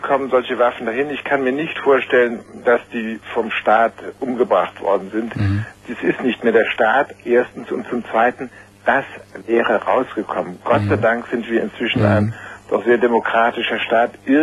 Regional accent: Heidelberg, Baden-Württemberg, Germany; also born or lived in Tokyo, Japan / France / United States; Ich bin in Tokio geboren, habe die ersten 4 Jahre in Japan verbracht. Dann bin ich eine Zeit lang in Heidelberg in die Schule gegangen, dann in Frankreich, dann wieder in Deutschland studiert. Dann habe ich in Amerika ein Jahr studiert.

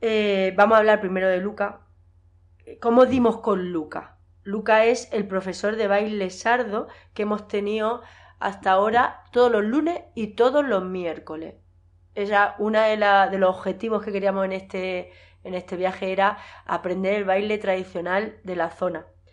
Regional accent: Yeste, Castilla-La Mancha, Spain; la música tradicional que bailo yo en mi pueblo, las jotas y las malagueñas de la Sierra de Yeste.

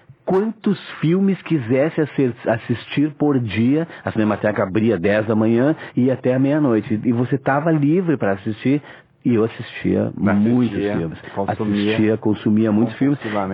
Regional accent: Caxias do Sul, Rio Grande do Sul, Brazil; born there; Foi no Cinema Real em Caxias do Sul, onde eu nasci

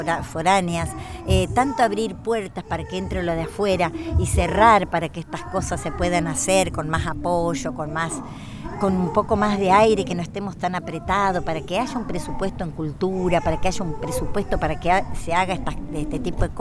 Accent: Fernández, Santiago del Estero, Argentina; yo he andado en muchos lugares del país y cuando digo que soy de Fernández

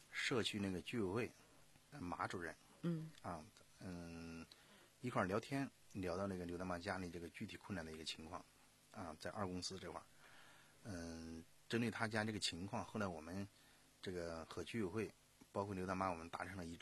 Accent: Sichuan, China; 啊，从一个我四川呀、啊，在大巴山，川东地区属于大巴山，啊，这个走出来的

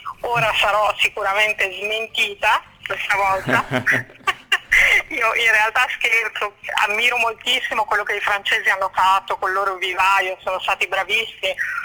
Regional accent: Emilia-Romagna, Italy; sono romagnola come Castan

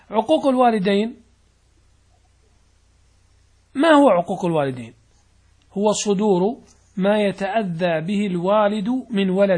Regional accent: Saudi Arabia; لأن العادات عندنا في السعودية مثلا تختلف عن عندكم في المغرب، عن مصر، عن الشام

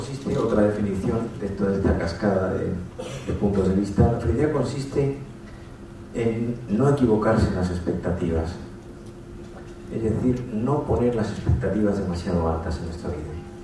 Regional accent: Andalusia, Spain

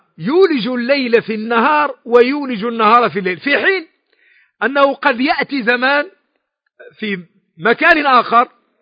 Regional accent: Morocco; كي يقول العوام عندنا في المغرب

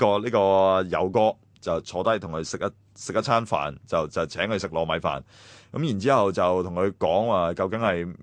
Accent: Hong Kong; 我哋香港人係創造咗整個殭屍世界嘅。

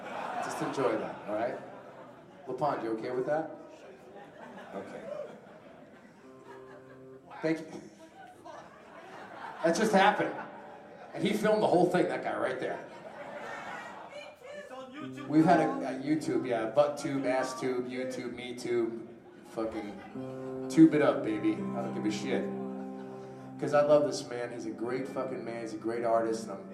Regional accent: New Jersey, United States; They don't know we're from New Jersey, so shh, quiet.

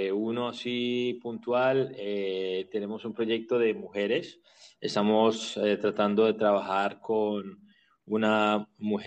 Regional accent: Colombia; En Colombia, que somos un país latino y que estamos en una mezcla entre mestizos y mulatos y blancos, negros, indígenas y todo

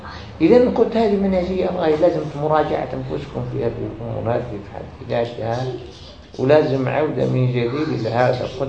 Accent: Algeria; عندنا في الجزائر

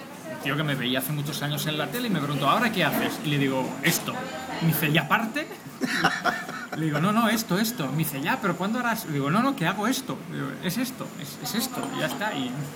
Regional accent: Catalonia, Spain; first language Catalan; Spanish is a second language; pese a que soy catalán de nacimiento, educado en catalán y criado en catalán

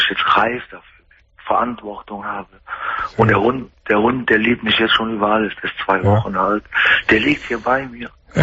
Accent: Bergheim, North Rhine-Westphalia, Germany; Ich bin ja Rheinländer, ne? Ich bin Bergheimer.

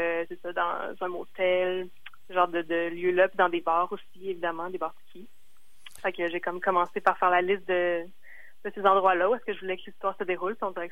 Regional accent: Quebec City, Quebec, Canada; now in Montreal, Canada; Comme j'habite à Montréal, mais je viens de Québec.

